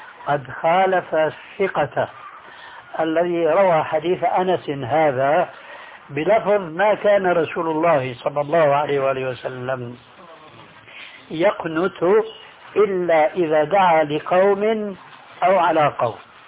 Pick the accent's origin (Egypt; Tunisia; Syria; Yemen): Syria; وكما يقولون عندنا في سوريا